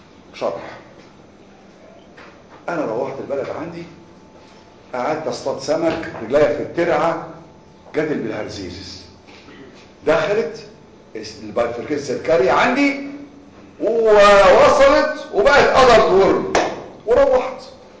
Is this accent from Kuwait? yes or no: no; Cairo, Cairo Governorate, Egypt; عندنا في القاهره امبابه الهرم الجيزه